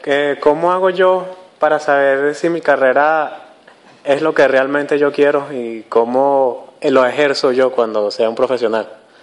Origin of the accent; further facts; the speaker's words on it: Venezuela; ese es un fallo que nosotros tenemos como comunidad venezolana